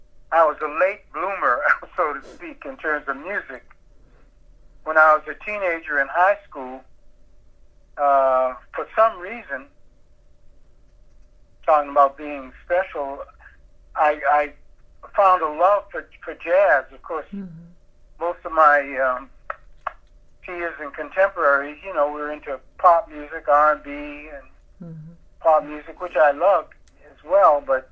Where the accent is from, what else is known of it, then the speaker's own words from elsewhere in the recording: Boston, Massachusetts, United States; I would, although born and raised in Boston, I was able to get a radio station from New York City that emanated from Birdland in New York